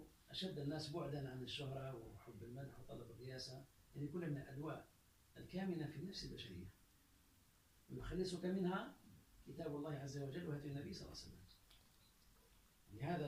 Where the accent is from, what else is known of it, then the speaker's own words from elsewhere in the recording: Algeria; وقال عندنا في الجزائر